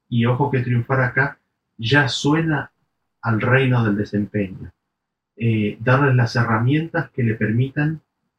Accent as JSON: {"language": "Spanish", "country": "Argentina", "said": "Estaba viviendo en el exterior, volví a mi país de origen, Argentina"}